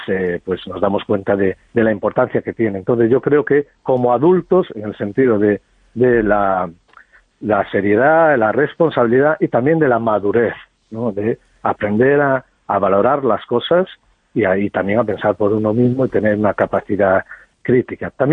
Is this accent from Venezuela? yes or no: no; Vigo, Galicia, Spain; born there; Yo recuerdo, yo nací en Vigo, en mi barrio